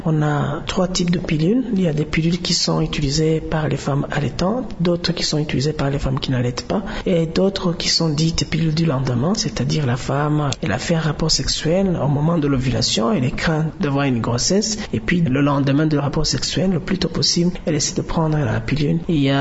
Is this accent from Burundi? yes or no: yes; Burundi; Chez nous au Burundi, comme partout ailleurs dans le monde